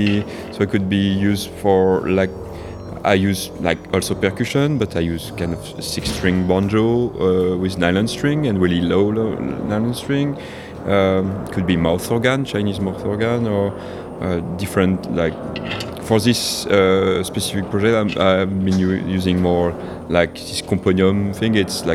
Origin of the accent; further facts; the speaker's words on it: France; now in Spain; I'm from France too, but I'm living in Spain.